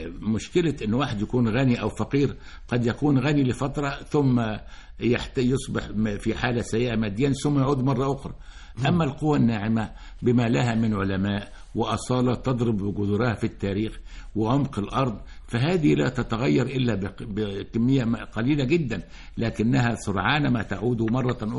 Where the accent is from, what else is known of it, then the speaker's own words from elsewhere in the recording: Egypt; أنا مصري أعمل أستاذا دائما في مصر